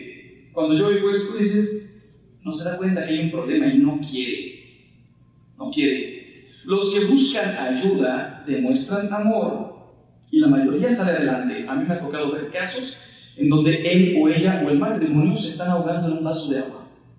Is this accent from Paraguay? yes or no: no; Mexico; y yo soy mexicano